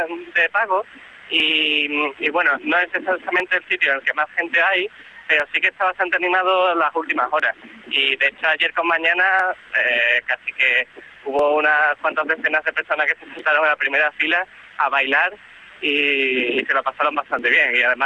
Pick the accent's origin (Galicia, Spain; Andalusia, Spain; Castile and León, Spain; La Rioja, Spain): Andalusia, Spain; Seville; Nací en Sevilla y estudié allí, y hasta hace unos 2 años estuve viviendo allí.